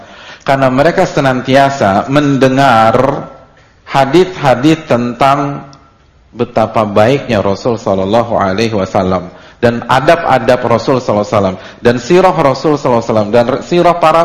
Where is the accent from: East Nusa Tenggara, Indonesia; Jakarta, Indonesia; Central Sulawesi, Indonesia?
Jakarta, Indonesia; Saya dari kecil sampai SMA itu di Jakarta, omongannya logo-logua. Habis itu pondok 2 tahun, terus setelah itu 5 tahun lagi.